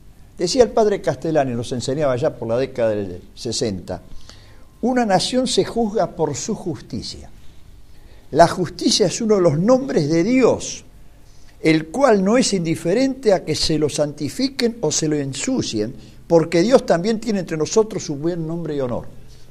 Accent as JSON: {"language": "Spanish", "country": "Argentina", "said": "no podemos vivir como ciudadanos argentinos amantes de la patria, de nuestra patria"}